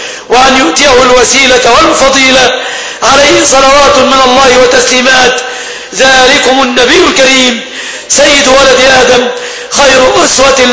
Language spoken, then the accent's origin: Arabic; Egypt; بلادنا مصر